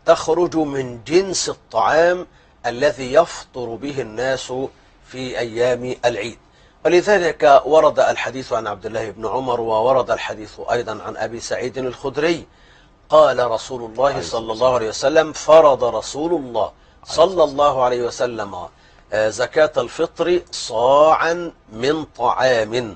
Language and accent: Arabic; Egypt; أنا عندنا في مصر. أنا بقول عندنا في مصر.